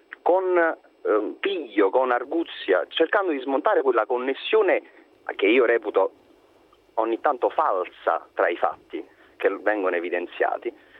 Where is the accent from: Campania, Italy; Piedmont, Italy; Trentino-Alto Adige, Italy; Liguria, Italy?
Campania, Italy; Naples; io sono campano napoletano